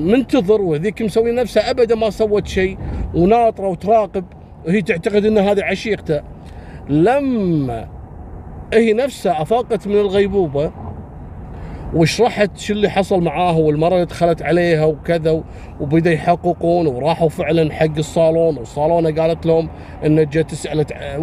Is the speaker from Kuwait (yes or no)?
yes; Kuwait